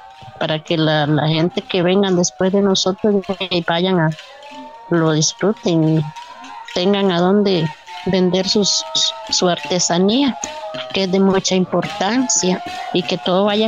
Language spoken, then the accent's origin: Spanish; Salitre, Puntarenas, Costa Rica; Yo soy de Salitre, hago guacales, todo lo que sea en jícara